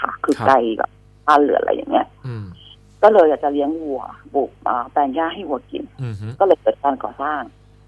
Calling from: Phra Nakhon Si Ayutthaya, Thailand; ตอนนี้อยู่อยุธยาค่ะนวนครค่ะ

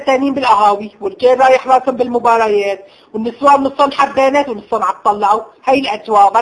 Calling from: Aleppo, Aleppo Governorate, Syria

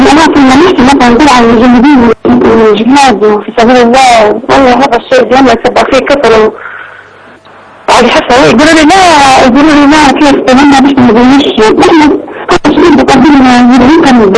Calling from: Tobruk, Butnan, Libya

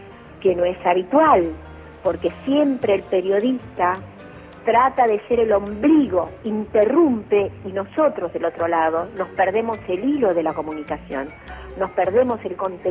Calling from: Buenos Aires, Argentina; de Villa Urquiza y voy a insistir.

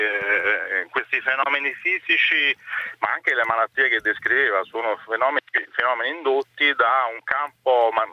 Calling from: Rome, Lazio, Italy; Sono da Roma

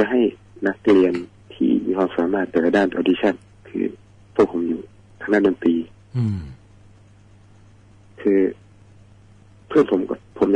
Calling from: Surin, Thailand; ตอนนี้อยู่สุรินทร์ครับ

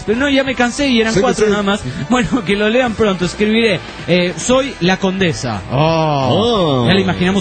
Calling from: Pucallpa, Ucayali, Peru; de Pucallpa, el Perú, dice.

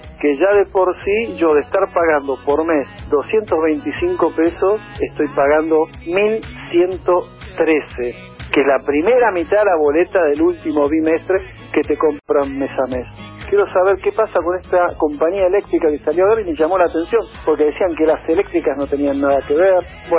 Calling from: San Isidro, Buenos Aires Province, Argentina; soy del partido de San Isidro, vivo en Ciudad de San Isidro.

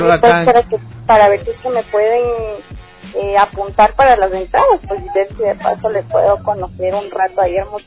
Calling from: Conocoto, Pichincha, Ecuador; Estamos sintonizando ahora desde acá, justamente desde Conocoto.

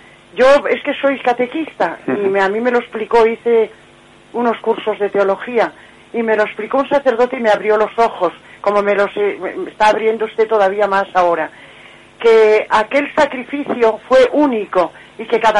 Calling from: Madrid, Community of Madrid, Spain; de Madrid.

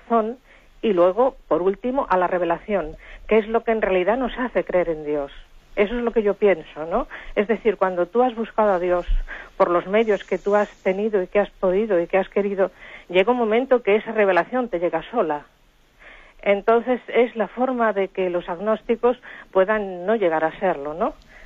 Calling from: Madrid, Community of Madrid, Spain; de Madrid.

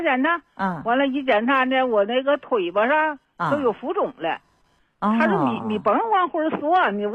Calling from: Tangshan, Hebei, China; 我是唐山市的。

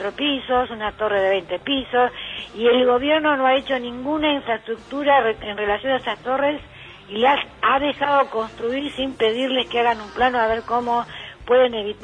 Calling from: Buenos Aires, Argentina; acá Núñez inunda desde hace más de 25 años

